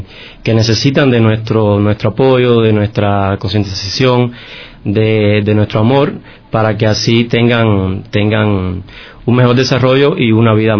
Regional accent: Cuba; yo desde niño, bueno, nací, yo soy cubano, ¿no? Y nací en un campo, en una finca, donde mi familia tenía muchas variedades de especies, ¿no?

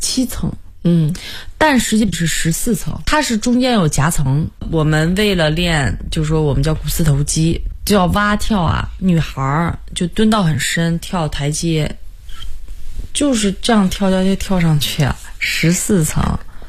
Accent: Hohhot, Inner Mongolia, China; 因为我的老家在内蒙古呼和浩特市，我们那边特别多的时候都会有那种就是音乐啊，蒙族音乐，

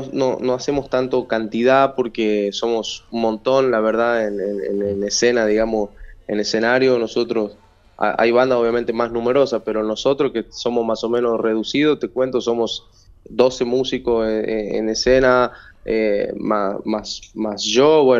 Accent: Tucumán, Argentina; now in Córdoba, Argentina

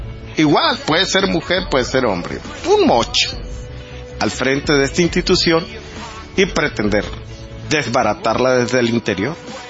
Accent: Mexico; nos dejarían sin personalidad jurídica como ciudadanos mexicanos

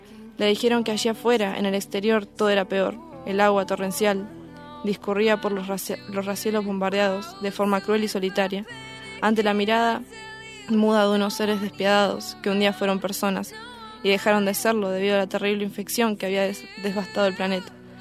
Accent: Bariloche, Río Negro, Argentina; de Bariloche.

